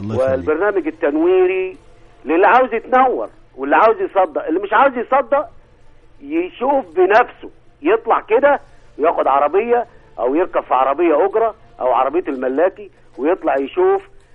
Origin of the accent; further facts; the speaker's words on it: Upper Egypt, Egypt; على سعادتك صعيدي، ولكن حاليا في رحلة الى الجيزة ان شاء الله.